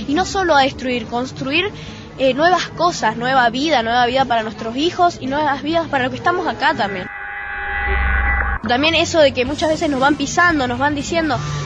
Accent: Mendoza, Argentina; de Mendoza, tengo 13 años

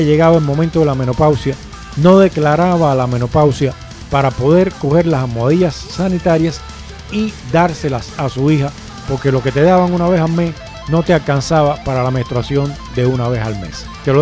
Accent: Cuba; siendo ella española y yo cubano

